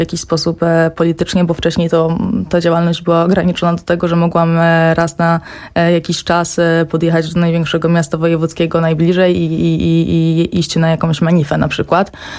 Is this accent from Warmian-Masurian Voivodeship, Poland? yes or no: no; Silesian Voivodeship, Poland; Ja jestem z rodziny z Górnego Śląska, zawsze jakby z typowo robotniczej rodziny